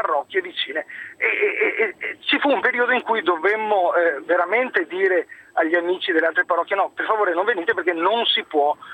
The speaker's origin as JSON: {"language": "Italian", "town": "Silea", "region": "Veneto", "country": "Italy", "said": "Ma io intanto ho 41 anni, sono della provincia di Treviso, sono di Silea."}